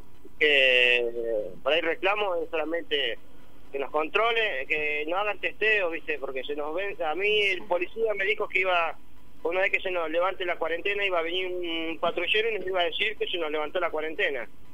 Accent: Tandil, Buenos Aires Province, Argentina; Entonces le expliqué, le digo, yo soy de Tandil, le digo.

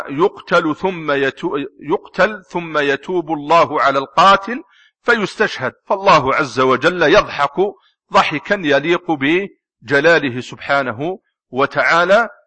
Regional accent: Algeria; من بين الناس الذين رووا الصحيح في بلدنا الجزائر

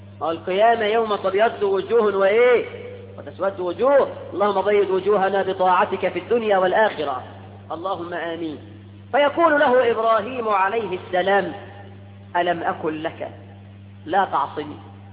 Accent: Egypt; ده احنا كمصريين بنسمي الواحد اسمين مش لقب حتى

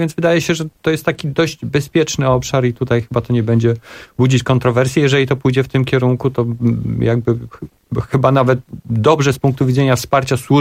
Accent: eastern Poland, Poland; I ja akurat pochodzę z Polski Wschodniej i tam jak bywam

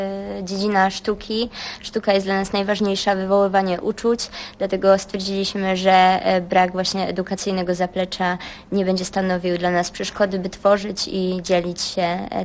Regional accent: Ruda Śląska, Silesian Voivodeship, Poland; Przyjechaliśmy z okolic Katowic, Tom jest dokładnie z Katowic, jestem z Rudy Śląskiej, tworzymy głównie w Katowicach.

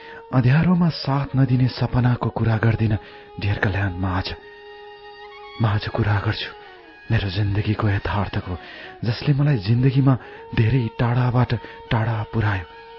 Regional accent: Lumbini Province, Nepal; born there; विक्रम सम्वत 2037 सालको कार्तिक महिनामा मेरो जन्म अर्घाखाँची जिल्लामा भएको हो।

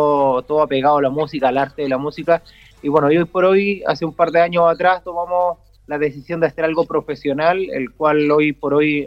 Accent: Chile; now in Santiago, Chile; salir del pueblo, que ya era un desafío, y me fui a la capital de Chile, a Santiago, a estudiar producción musical.

